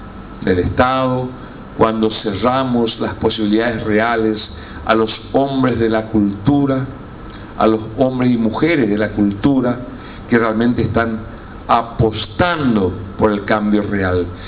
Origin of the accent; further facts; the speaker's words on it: Paraguay; a veces hasta agachamos la cabeza para decir yo soy paraguayo